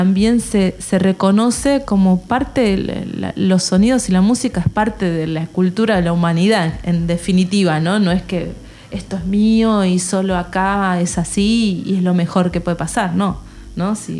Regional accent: Argentina; en realidad yo soy argentina

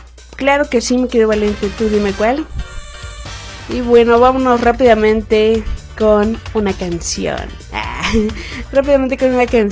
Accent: Mexico City, Mexico; Soy de México, Distrito Federal. Así es, mexicanita 100%, bueno, que yo sepa.

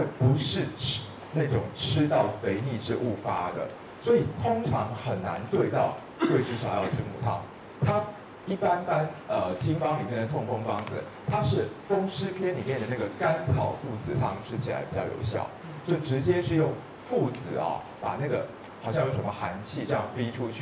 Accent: Taiwan; 他们我台湾人叫什么普林还是什么东西

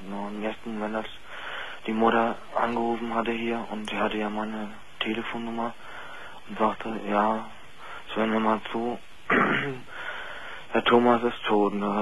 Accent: Berlin, Germany; Also ich bin gebürtiger Berliner. Wenn man zwar nicht raushört, aber es ist mal so.

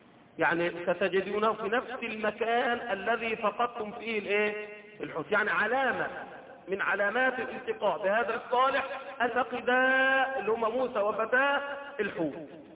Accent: Egypt; اللي هم ربما اللي بيسموها دلوقتي منطقه عندنا في مصر في سيناء

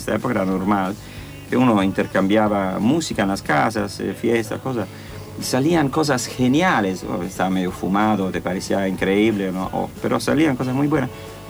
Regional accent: Italy; En Italia me siento escocés, estoy en Escocia, soy italiano, estoy acá

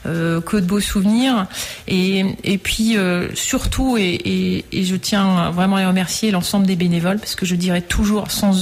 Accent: Sélestat, Grand Est, France; moi, je suis alsacienne, je suis de Célestat, qui est un peu le temple.

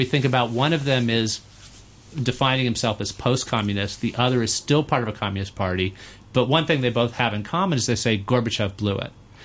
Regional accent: United States; as an American, I think even things that resonate with an American thing.

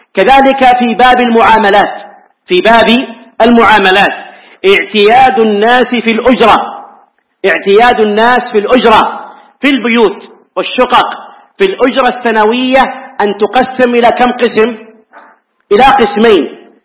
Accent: Hejaz, Saudi Arabia; هذه عندنا في الحجاز حتى لو خرج بها إلى مكان قريب ليس فيها شيء

